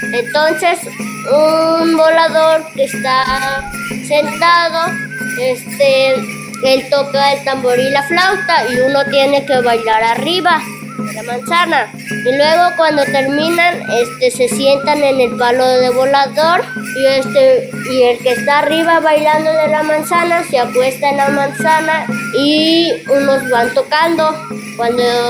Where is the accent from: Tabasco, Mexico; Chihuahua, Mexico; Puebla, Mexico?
Puebla, Mexico; San Miguel Sinacapan; Yo les voy a contar por qué se llama así mi pueblo.